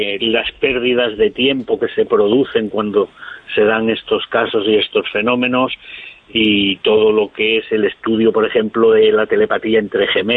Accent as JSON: {"language": "Spanish", "region": "Galicia", "country": "Spain", "said": "yo soy gallego"}